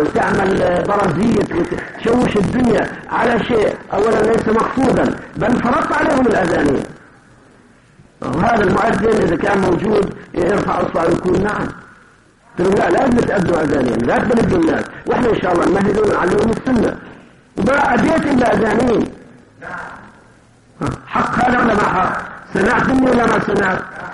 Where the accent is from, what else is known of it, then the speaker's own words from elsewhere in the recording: Kuwait; فأنا العادة عندنا في الكويت